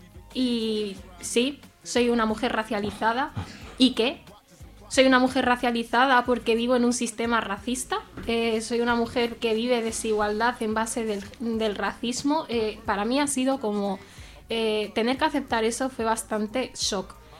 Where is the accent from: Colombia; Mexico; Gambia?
Gambia; una asociación de mujeres gambianas de zona rural de mi país de origen